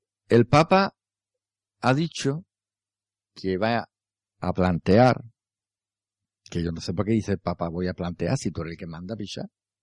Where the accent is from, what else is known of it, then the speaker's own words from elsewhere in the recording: Jerez de la Frontera, Andalusia, Spain; Sabéis que somos de Jerez y la Semana Santa aquí se vive mucho en la calle